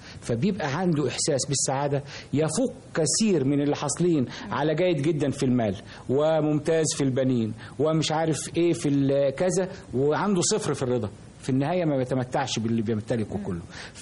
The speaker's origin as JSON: {"language": "Arabic", "town": "Damietta", "region": "Damietta Governorate", "country": "Egypt", "tie": "born or raised there", "said": "لان انا كنت تربية طفولتي في دمياط، ودمياط كان لها تقاليد مختلفة كثيرا عن القاهرة"}